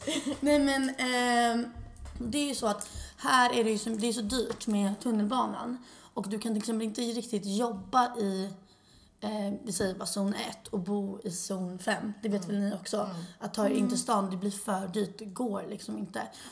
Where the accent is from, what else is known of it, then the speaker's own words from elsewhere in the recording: Sweden; now in London, United Kingdom; när man kommer till London, då är man ambitiös som svensk.